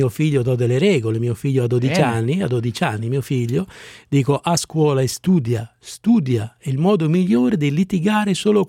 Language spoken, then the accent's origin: Italian; Carugate, Lombardy, Italy; Carugate, qui vicino a Milano, Carugate.